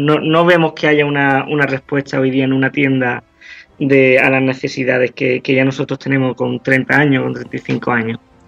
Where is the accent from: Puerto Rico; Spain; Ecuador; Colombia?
Spain; Jerez de la Frontera, Andalusia; now in Seville, Spain; Estamos en Sevilla, yo soy de Jerez, vamos, mi novia y yo somos de Jerez de la Frontera, pero estamos en Sevilla y con 40 grados